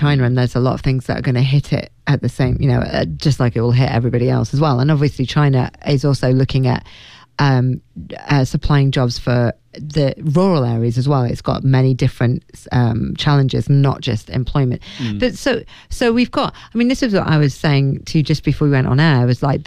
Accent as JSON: {"language": "English", "country": "United Kingdom", "said": "It's incredible because we're both British"}